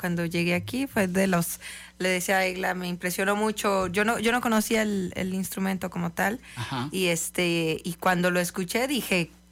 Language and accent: Spanish; Morelia, Michoacán, Mexico; Yo vengo de Morelia.